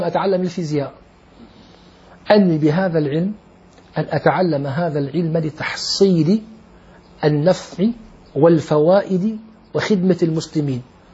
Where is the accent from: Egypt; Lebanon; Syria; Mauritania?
Syria; أنا أعرف في عندنا في الشام طبيب أسنان لعله انتقل